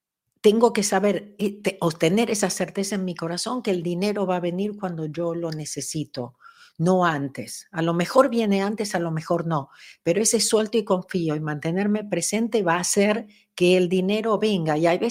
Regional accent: Argentina; Yo me acuerdo que cuando era chica en Argentina

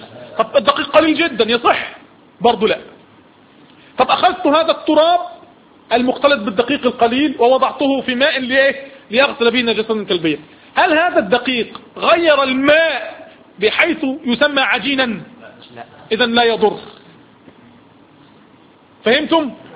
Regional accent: Egypt; اسم لشجرة تعرف عندنا في مصر بالصنط

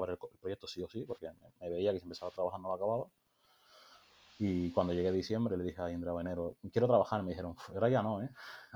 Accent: Canary Islands, Spain; es que soy de Tenerife

